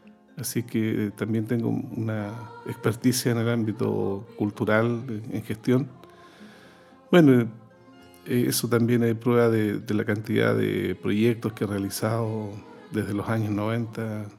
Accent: Concepción, Biobío, Chile; Yo soy penquista de tomo y lomo. esto pasó en la parroquia de mi barrio, en Pedro del Río, Sañartu, en Concepción.

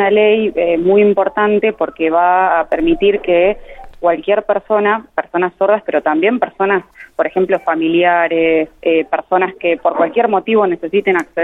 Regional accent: Buenos Aires, Argentina; yo no soy de La Pampa, yo soy de Buenos Aires, vivo acá en Buenos Aires.

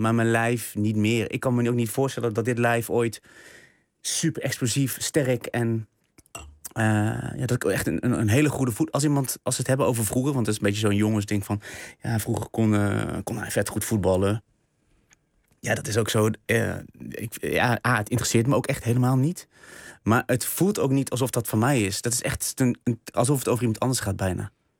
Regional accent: Vught, North Brabant, Netherlands; In Vught, ja.

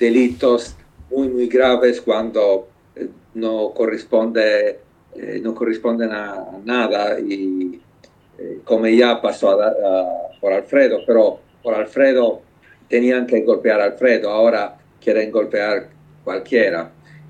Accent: Sardinia, Italy; Spanish is a second language; Hiciste bien a precisar que vengo de Cerdeña porque de verdad es diferente en el sentido que la isla está lejos de Italia y no puede, la realidad de Cerdeña no puede representar Italia.

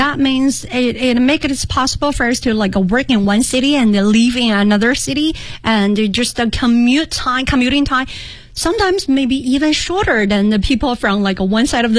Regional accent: China; English is a second language; now in Beijing, China; And after one summer vacation, when I came back from my hometown to Beijing, I couldn't find the entrance of my university.

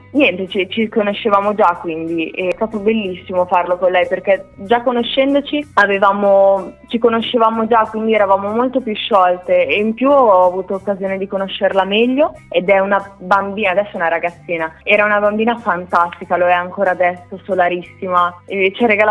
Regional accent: Emilia-Romagna, Italy; E io da romagnola mi sono trovata a dover imparare un pochino grossolanamente

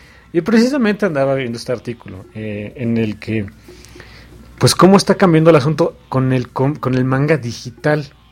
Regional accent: Mexico; ahorita somos mexicanos aquí, así que aquí no hay bronca de los mexicanos

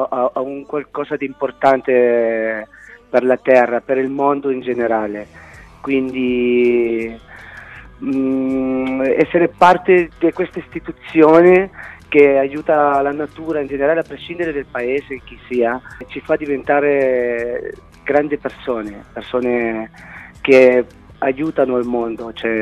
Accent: Tingo María, Huánuco, Peru; now in Italy; ho scritto una canzone per la mia città natale che si chiama Tingo Maria, che appunto racconta una storia un po' fantastica di innamorati di natura, insomma.

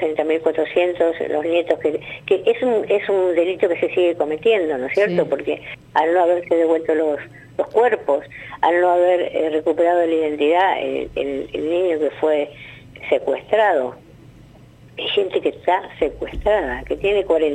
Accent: La Plata, Buenos Aires Province, Argentina; yo soy una víctima también del terrorismo de Estado en otro lugar, que yo soy de La Plata, uh-huh. Hace 29 años que vivo acá

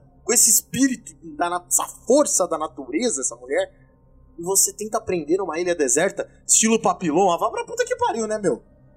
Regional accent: Campinas, São Paulo, Brazil; Não, é que eu sou de Campinas.

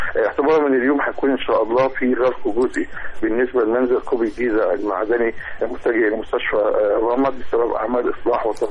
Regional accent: Egypt; واللي احنا بنعاني منها كمصريين

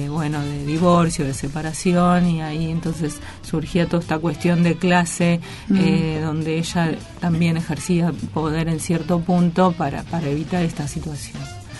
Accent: Gálvez, Santa Fe, Argentina; Soy de Galvez.

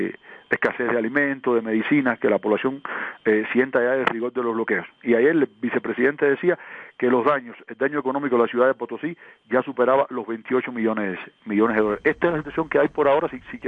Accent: Cuba; A ver, yo soy cubano

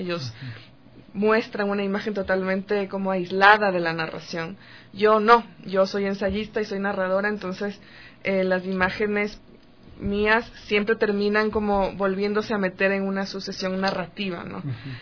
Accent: Quito, Pichincha, Ecuador; also born or lived in Guayaquil; Y con mi madre y mi hermana nos vinimos a Quito cuando yo tenía 8 años. O sea, crecí acá, soy totalmente quiteña de corazón.

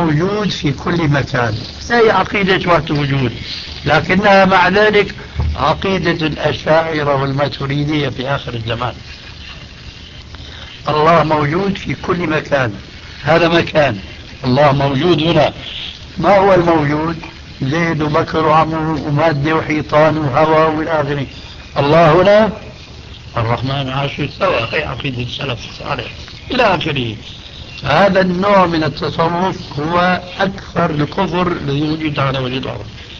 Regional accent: Syria; تلقفها بعض العامة عندنا في سوريا

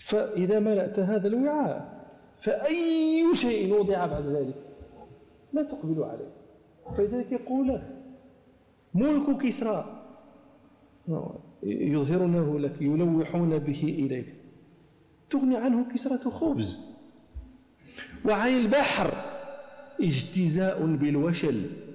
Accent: Morocco; أنا أتعمد هذا لي تتطلع إلى معرفة هذه المآكل عندنا في المغرب

